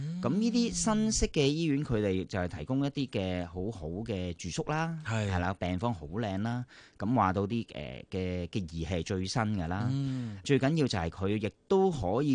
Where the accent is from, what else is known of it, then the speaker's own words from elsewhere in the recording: Hong Kong; 咁有陣時候你哋我哋香港人買嘅保險